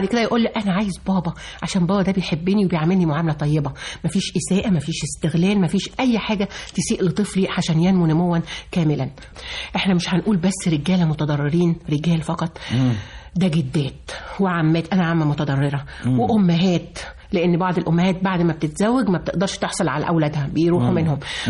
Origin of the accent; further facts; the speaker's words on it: Egypt; مصر اللي بنرفع راسنا بينا في كل حتة وأقول أنا مصري، أنا فرحان إن أنا مصري وأولادي مصريين